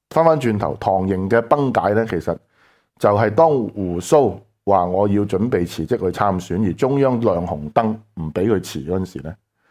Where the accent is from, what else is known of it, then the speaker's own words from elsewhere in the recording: Hong Kong; 其实同我哋香港人睇中港关系系唔同的